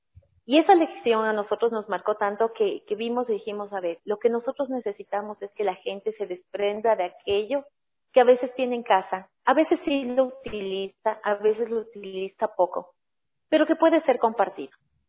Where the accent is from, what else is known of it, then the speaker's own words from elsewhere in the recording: Ecuador; Como país, la pandemia, nosotros como ecuatorianos realmente nos ha dejado grandes lecciones de vida.